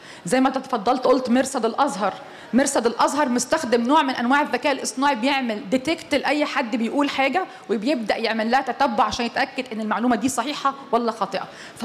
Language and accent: Arabic; Egypt; ان احنا نعمل حاجات تخصنا احنا مصريه